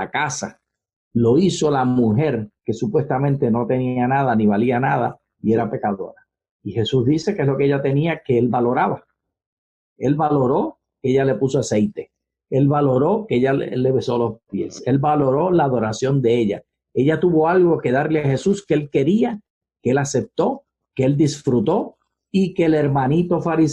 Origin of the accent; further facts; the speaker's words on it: Puerto Rico; acuérdate que soy puertorriqueño.